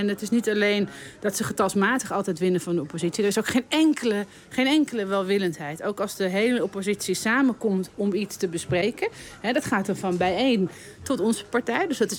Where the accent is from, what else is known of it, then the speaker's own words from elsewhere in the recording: Amsterdam, North Holland, Netherlands; Ik hou echt van Amsterdam. Ik ben hier geboren in Amsterdam-Oost. Ik woon daar nog steeds.